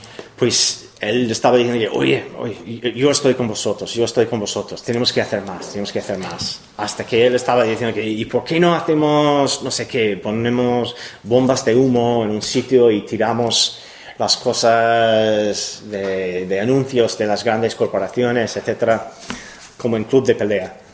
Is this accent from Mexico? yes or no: no; Cleveland, Ohio, United States; Spanish is a second language; 5 personas fueron detenidas cerca de mi pueblo. Yo soy de Ohio, de Cleveland.